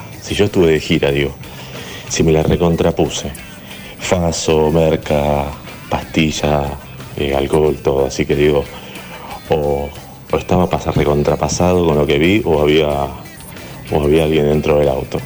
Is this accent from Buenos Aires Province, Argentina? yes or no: yes; Berazategui, Buenos Aires Province, Argentina; soy de Berazategui.